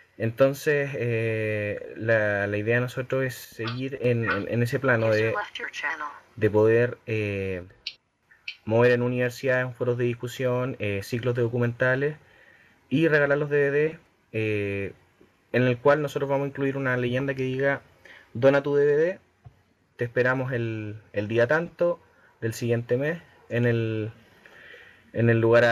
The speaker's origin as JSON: {"language": "Spanish", "country": "Chile", "said": "de Chile."}